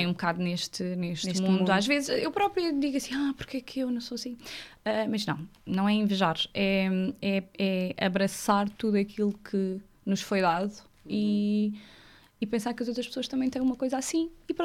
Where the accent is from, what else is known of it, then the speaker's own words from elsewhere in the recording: Alentejo, Portugal; Ainda por cima eu sou alentejana, vai demorar um bocadinho.